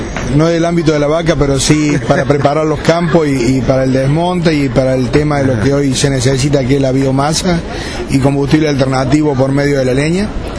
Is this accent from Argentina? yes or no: yes; Oncativo, Córdoba, Argentina; Nosotros somos de Oncativo, de Córdoba.